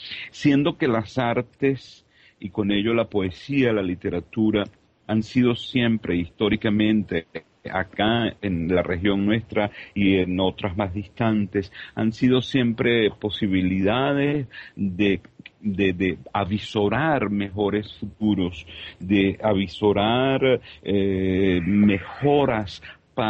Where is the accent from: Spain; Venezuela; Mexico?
Venezuela; Caracas, Capital District; Vengo de Caracas, Venezuela